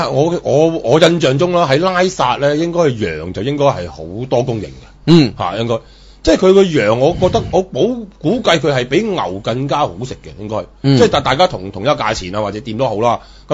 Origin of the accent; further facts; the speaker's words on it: Guangdong, China; 食羊咧，同我哋廣東人食羊又唔同喎。